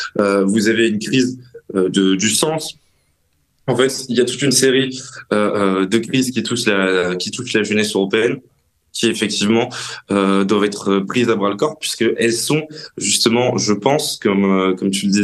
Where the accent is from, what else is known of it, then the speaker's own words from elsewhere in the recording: France; la place que nous, en tant que Français, occidentaux, européens, voulons retrouver dans l'histoire